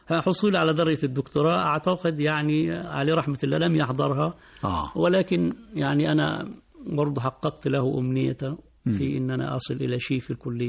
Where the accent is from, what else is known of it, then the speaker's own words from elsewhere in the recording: Asyut Governorate, Egypt; من بلدي من قريتي